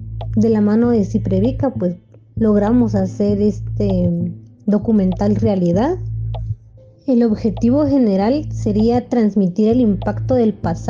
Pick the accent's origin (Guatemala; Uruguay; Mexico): Guatemala; San Cristóbal; como los jóvenes que estuvimos en el diplomado somos de San Cristóbal, de las comunidades, de tanto el área urbana como rural, ahí hemos jóvenes involucrados, entonces decidimos hacerlo en nuestro pueblo.